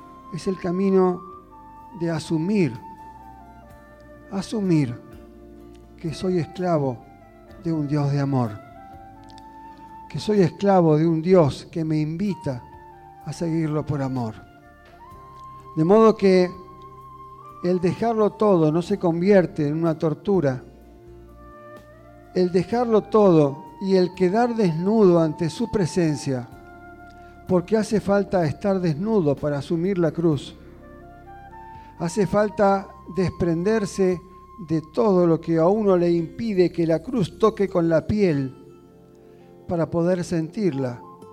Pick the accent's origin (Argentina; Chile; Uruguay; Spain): Argentina; es lo que nos está pasando como argentinos.